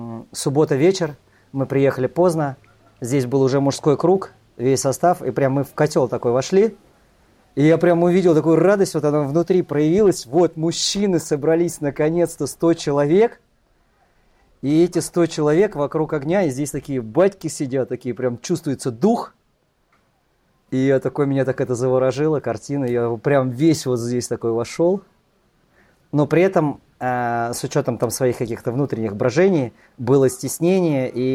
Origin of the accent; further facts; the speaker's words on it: Moscow, Russia; я родом из Москвы, мне 41 год.